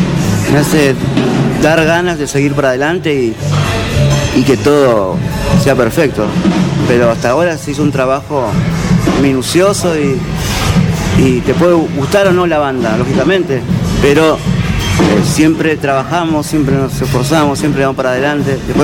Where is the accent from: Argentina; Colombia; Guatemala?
Argentina; viste que somos así los argentinos